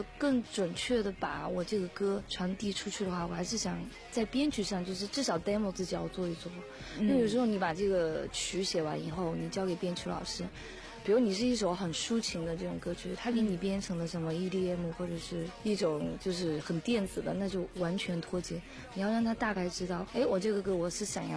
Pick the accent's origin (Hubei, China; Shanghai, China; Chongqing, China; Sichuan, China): Sichuan, China; Chengdu; also born or lived in Kangding; 其实我是康定省的，成都长大、哦、但是我的爸爸妈妈爷爷奶奶都是那里，